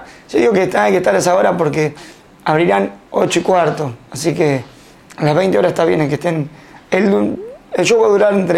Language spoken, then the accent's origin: Spanish; Cañuelas, Buenos Aires Province, Argentina; me siento muy orgulloso de ser cañulense